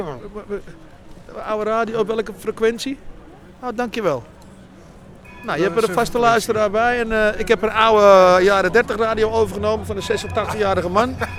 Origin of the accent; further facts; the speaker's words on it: Velsen-Noord, North Holland, Netherlands; Uit Velsen-Noord. Uit Velsen-Noord.